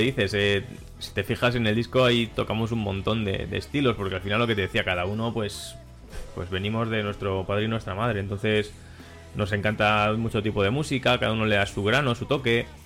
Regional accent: Madrid, Community of Madrid, Spain; Yo es que soy de Madrid, pero como si no fuera.

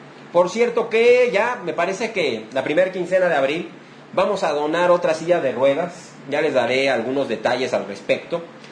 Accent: Mexico; es lo que tenemos que hacer ya como mexicanos

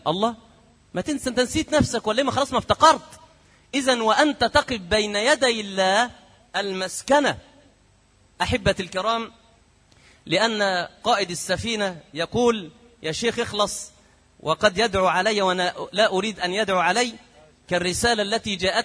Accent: Egypt; عندنا في مصر يقول لك إيه، دايما يقولوها كده

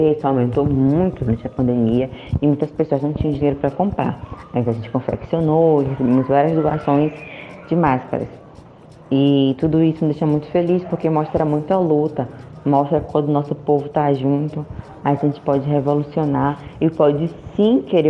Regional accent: São Luís, Maranhão, Brazil; eu sou cria do Coroadinho, né? Um bairro periférico aqui de São Luís do Maranhão

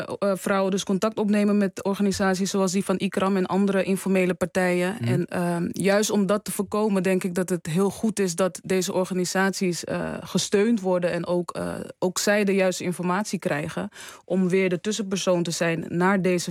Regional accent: Almere, Flevoland, Netherlands; Ja, nee, ik ben van Almere toevallig.

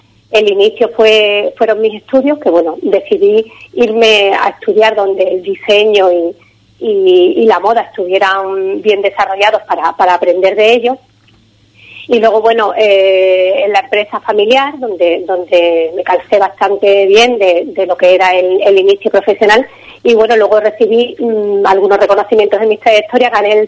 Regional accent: Ubrique, Andalusia, Spain; nos da mucho a todos los ubriqueños, a mi pueblo Ubrique, que lo adoro

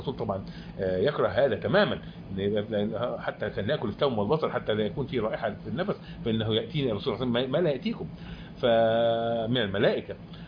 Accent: Egypt; واحنا طبعا كمصريين بنقول انه لا

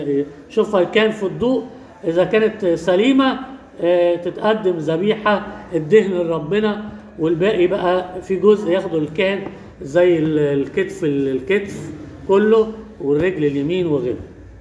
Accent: Egypt; عندنا في مصر كده

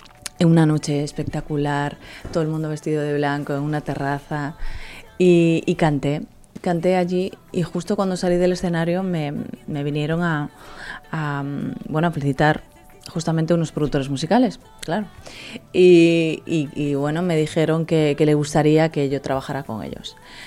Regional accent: Galicia, Spain; now in Miami, United States; yo estoy rodeada de latinos en Miami. Y claro, yo soy una española gallega del norte.

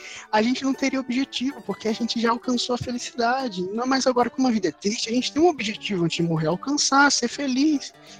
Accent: São Paulo, Brazil; você pode falar de São Paulo, minha terra, aqui onde eu estou morando atualmente.

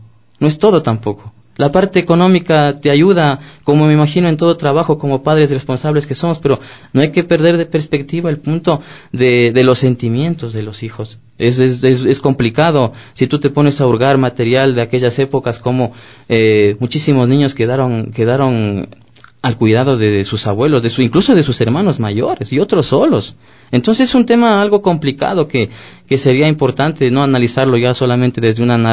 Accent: Ecuador; moved away; podemos irnos y estar afuera 10, 15, 20, 25 años, pero no podemos perder la esencia. Somos ecuatorianos

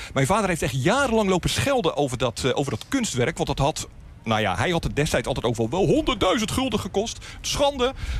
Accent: Rotterdam, South Holland, Netherlands; Ik kom uit Rotterdam en ik kom van Noord.

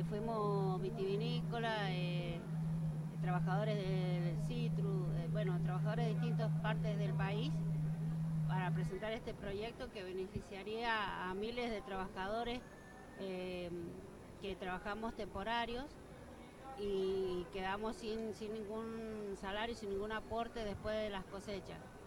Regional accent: San Carlos, Mendoza, Argentina; born there; now in Rivadavia, Argentina; Bueno, sí, yo soy nacida en San Carlos, pero actualmente vivo en Rivadavia.

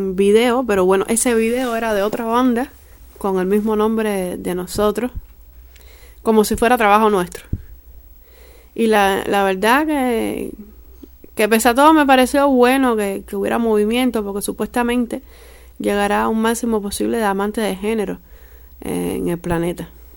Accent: Cuba; Y mientras uno decía que somos españoles, otro decía que somos colombianos. Y yo les decía, bueno, yo les escribí, les dije que no, que de Cuba y tal

